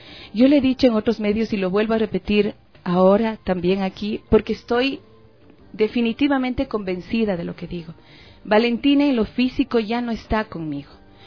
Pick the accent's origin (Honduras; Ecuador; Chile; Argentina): Ecuador; nosotros como ecuatorianas y ecuatorianas